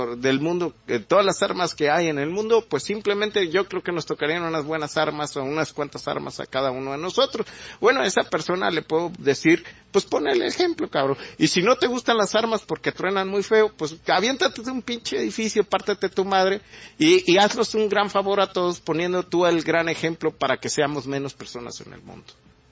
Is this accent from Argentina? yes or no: no; Mexico; están sacando la cara por sobrevivir como mexicanos con nuestros ideales, con nuestras costumbres